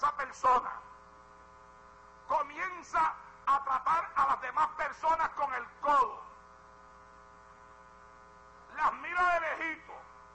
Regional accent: Puerto Rico; now in United States; fue aquí en los Estados Unidos, vine a predicar de Puerto Rico acá y me invitaron a predicar en una iglesia

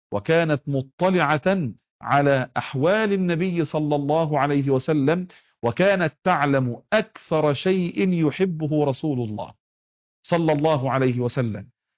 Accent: Egypt; حتى عندنا في مصر نقول العش والملح ما يهونش إلا على ابن الحرام

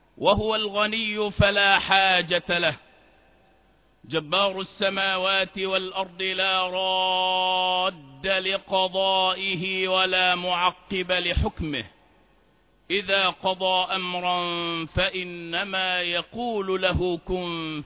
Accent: Egypt; وأن يجعل بلدنا مصر بلدا آمنا مطمئنا

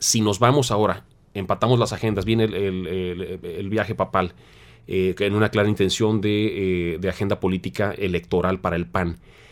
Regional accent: Tamaulipas, Mexico; Yo soy de Tamaulipas, les puedo hablar de esto con datos casi personales.

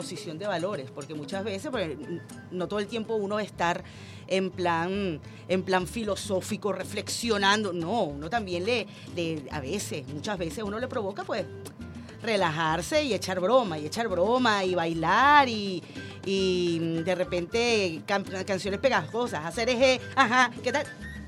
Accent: Caracas, Capital District, Venezuela; nuestro comportamiento, que nos definen como venezolanos, como caraqueños, como latinoamericanos

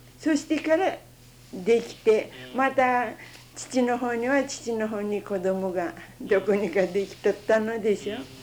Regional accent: Saga, Japan; born there; 私生まれは佐賀県でざんす。今は福岡県でざん

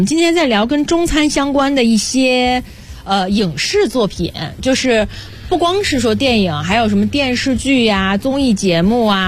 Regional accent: Guangdong, China; 因为我在广东长大嘛，就用广东的烹饪手法又烹饪了一遍这些食材

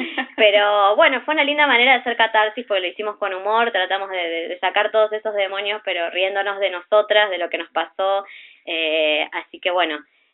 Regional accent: Buenos Aires, Argentina; also born or lived in Córdoba; Y hace poquito, unos meses, me volví para acá, para Buenos Aires, de donde soy.

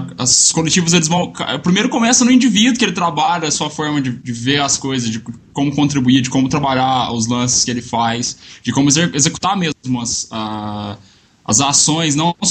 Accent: Minas Gerais, Brazil; sou de Minas

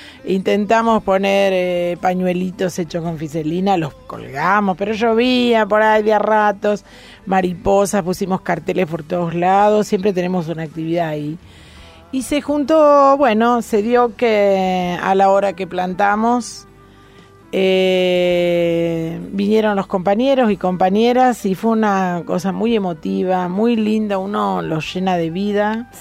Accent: Rosario, Santa Fe, Argentina; yo soy de barrio de Zona Norte, de Rosario, en uh-huh. Génova y Alberdi.

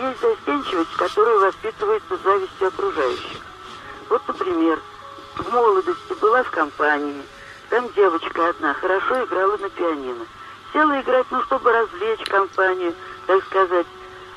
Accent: Moscow, Russia; Я девушка из Москвы, мне много лет уже

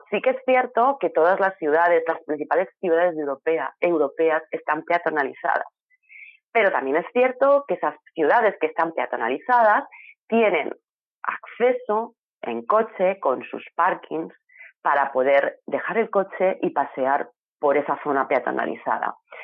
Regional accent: Elche, Valencian Community, Spain; los que somos de Elche conocemos las playas de Arenales

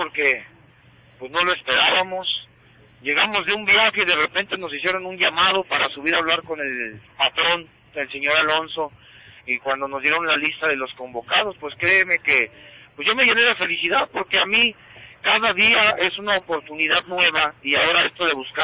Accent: Guadalajara, Jalisco, Mexico; Pero yo soy orgullosamente de Guadalajara, Jalisco, del barrio de San Juan de Dios.

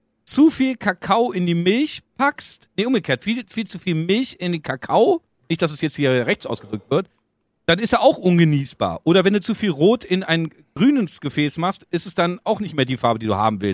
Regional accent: Germany; wenn ich in diesem Land so groß geworden bin und hier aufgewachsen bin in Deutschland mit unseren Werten, Vorschriften, Vergütung, die wir irgendwo was weiß ich haben.

